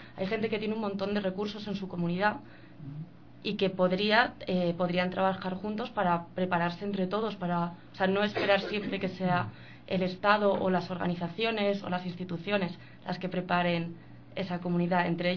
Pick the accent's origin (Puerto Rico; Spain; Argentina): Spain; Yo soy española, pero mi madre es alemana.